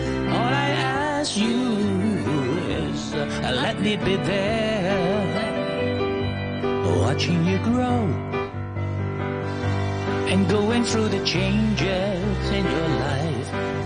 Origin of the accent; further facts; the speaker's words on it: Hong Kong; 我们香港人最熟悉的电影叫做《油脂》